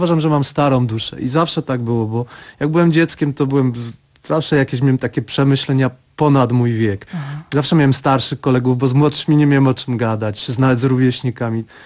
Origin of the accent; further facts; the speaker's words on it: Lesser Poland, Poland; wychowując się właśnie na Podhalu